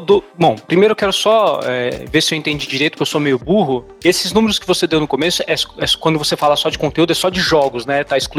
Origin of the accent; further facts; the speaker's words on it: Brazil; no meu caso, devo falar que talvez, infelizmente, eu sou brasileiro